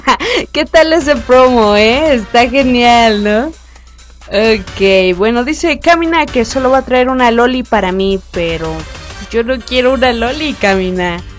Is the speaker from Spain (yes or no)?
no; Mexico; No, pues de hecho soy mexicana. Ya lo leí. De hecho soy mexicana, mi querido